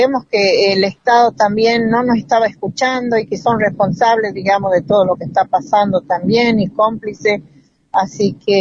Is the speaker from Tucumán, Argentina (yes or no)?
yes; Tucumán, Argentina; de la Nación de Aguita, y también integrante del Movimiento de Mujeres Indígenas por el Buen Vivir, de Tucumán.